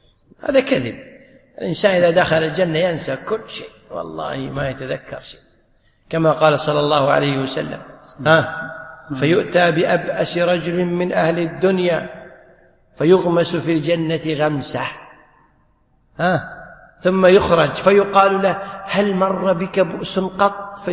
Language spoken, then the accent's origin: Arabic; Kuwait; ينطبق عليك المثل اللي يقول عندنا بالكويت